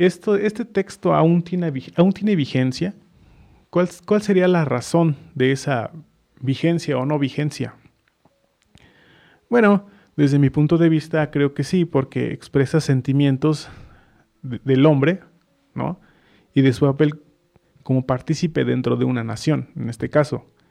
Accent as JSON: {"language": "Spanish", "country": "Mexico", "said": "es un símbolo de unión entre nosotros como mexicanos"}